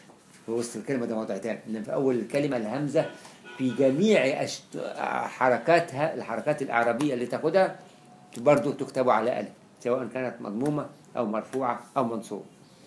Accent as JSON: {"language": "Arabic", "country": "Egypt", "said": "والتاء المفتوحه دي عندنا في مصر كلها"}